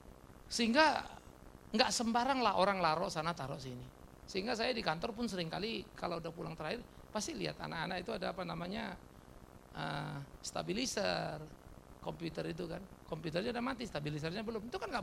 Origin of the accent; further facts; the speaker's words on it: Eastern Indonesia, Indonesia; Karena saya orang Timur, saudara.